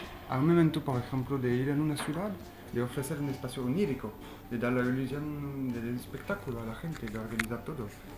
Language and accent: Spanish; France; Spanish is a second language; now in Valparaíso, Chile; vengo de Francia.